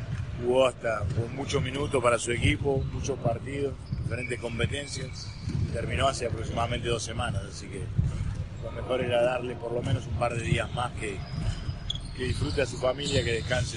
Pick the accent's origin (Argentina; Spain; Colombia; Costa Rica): Argentina; Y pero no te olvides que somos argentinos, digamos.